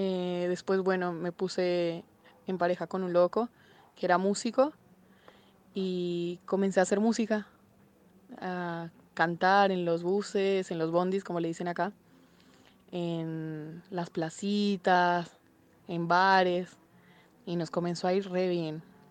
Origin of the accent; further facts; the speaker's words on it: Colombia; de Colombia.